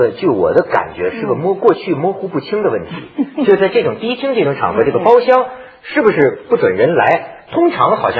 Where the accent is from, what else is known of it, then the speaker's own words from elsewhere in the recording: China; 这个咱们中国人呢是从炕上长大的